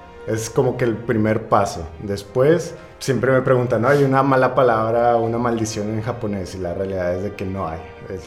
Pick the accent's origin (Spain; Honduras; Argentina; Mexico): Mexico; Uno como mexicano dices, ya ando mareado y le paras.